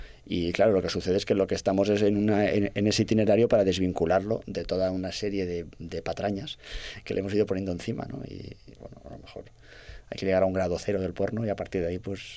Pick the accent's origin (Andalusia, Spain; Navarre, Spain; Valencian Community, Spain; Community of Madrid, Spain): Valencian Community, Spain; Castellón; como si hiciésemos porno hecho por labriegos de mi tierra, de Castellón